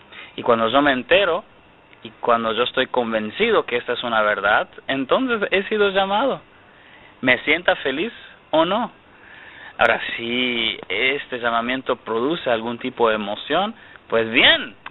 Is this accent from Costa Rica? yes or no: yes; Costa Rica; En el primer periodo, al regresar a Costa Rica, a mi país de origen